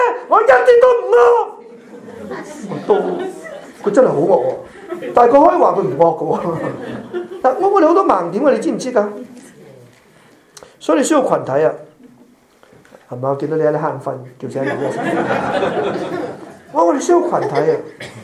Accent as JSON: {"language": "Chinese", "country": "Malaysia", "tie": "born or raised there", "also_born_or_lived": "Hong Kong / Europe", "said": "我在马来西亚出世长大，我在香港读神学，香港牧会，后来去了欧洲宣教，现在在这里侍奉。我们在四个地方生活过"}